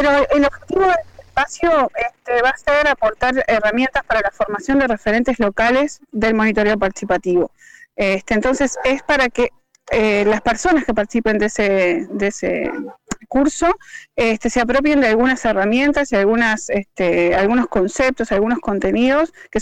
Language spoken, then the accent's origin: Spanish; Montevideo, Uruguay; now in Parque del Plata, Uruguay; yo hace 15 años que vivo en Parque del Plata, soy montevideana, pero tengo corazón canario